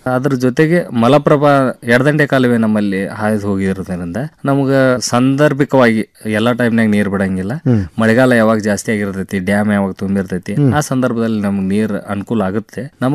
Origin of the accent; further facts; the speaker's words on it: Morab, Karnataka, India; ನಾವು ಮೂಲತಃ ಧಾರವಾಡ ಜಿಲ್ಲಾ ನವಲಗುಂದ ತಾಲೂಕು ಮೊರಬ ಗ್ರಾಮದ